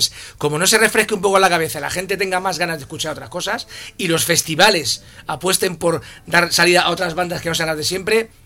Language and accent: Spanish; Leganés, Community of Madrid, Spain; Yo he visto en las fiestas de mi pueblo, aquí Leganés, llenar la plaza del pueblo